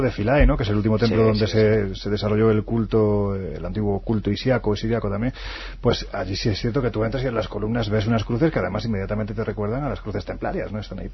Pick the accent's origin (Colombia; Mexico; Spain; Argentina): Spain; Jaén, Andalusia; donde todavía no existía esa iglesia, en Jaén, en mi tierra.